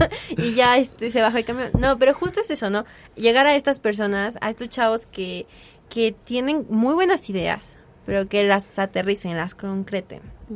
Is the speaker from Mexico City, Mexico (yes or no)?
yes; Mexico City, Mexico; De que somos del norte de la Ciudad de México